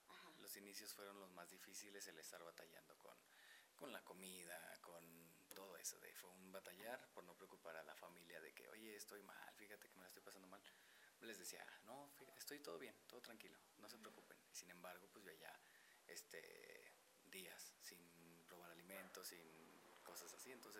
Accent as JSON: {"language": "Spanish", "region": "Guanajuato", "country": "Mexico", "tie": "born or raised there", "said": "Nací en Guanajuato, soy originario de allá, tengo 27 años"}